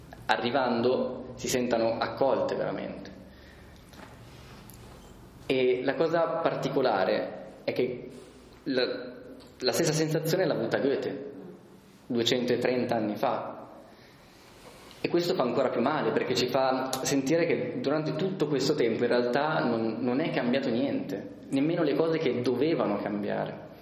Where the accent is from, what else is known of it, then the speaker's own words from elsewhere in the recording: Milan, Lombardy, Italy; noi siamo di Milano quindi ci sentiamo del nord Italia